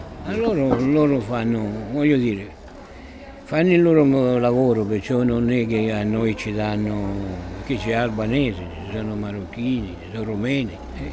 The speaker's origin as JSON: {"language": "Italian", "town": "Trapani", "region": "Sicily", "country": "Italy", "tie": "born or raised there", "also_born_or_lived": "Germany", "moved": "as an adult", "said": "sono siciliano, nativo a Trapani, coniugato in provincia di Messina e dopo separato, e dopo sono andato un po' per il mondo. Ho cominciato ad andare in Germania a lavorare"}